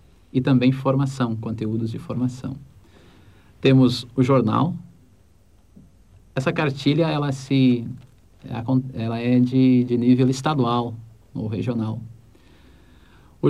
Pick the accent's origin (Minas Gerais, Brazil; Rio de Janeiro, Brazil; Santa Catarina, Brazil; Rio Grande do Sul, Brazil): Rio Grande do Sul, Brazil; Somos do Rio Grande do Sul. De várias regiões do Rio Grande do Sul.